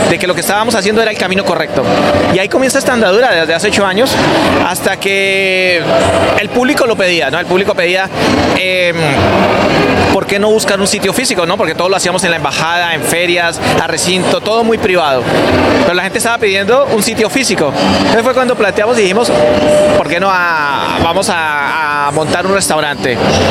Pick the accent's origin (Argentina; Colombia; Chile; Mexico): Colombia; Soy un colombiano apasionado de mi país